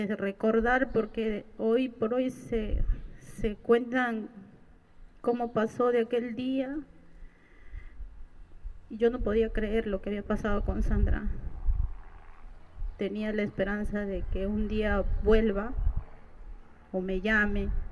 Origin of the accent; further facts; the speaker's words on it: Peru; yo soy extranjera, soy peruana